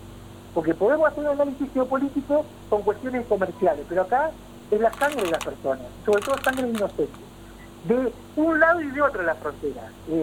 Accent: Argentina; Tenemos esta mirada casi ombliguista que todo nos pasa porque somos argentinos.

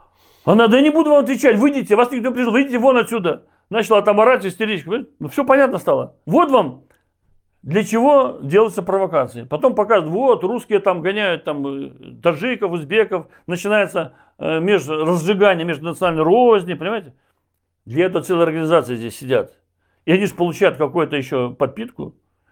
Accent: Belarus; твой земляк приехал из Беларуси, я же из Беларуси родом.

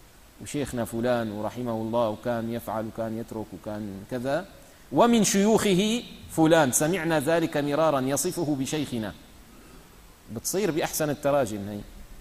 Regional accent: Syria; يعني مثلا عندنا في الشام

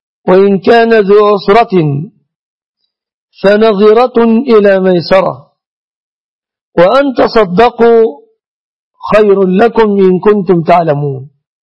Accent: Egypt; عندنا في مصر هنا

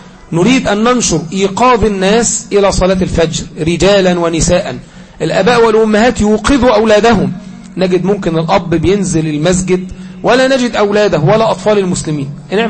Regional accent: Egypt; وكذلك أن بلادنا مصر ما زالت لها عهد معهم

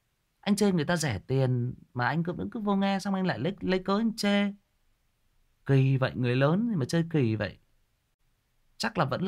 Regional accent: Northern Vietnam, Vietnam; Thật sự bản thân cá nhân tôi là người miền Bắc

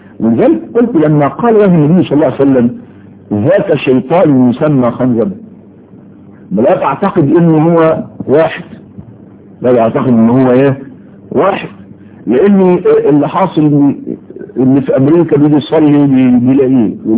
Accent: Egypt; كنت تسمع كلمة بسطجي عندنا في مصر في مصر بس

